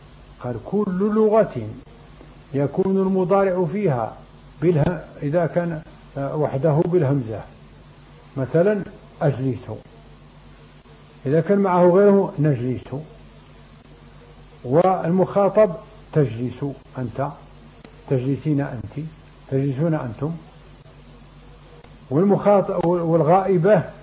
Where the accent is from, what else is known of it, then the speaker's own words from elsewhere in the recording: Morocco; لكن جاب الله حنا مغاربة بعدها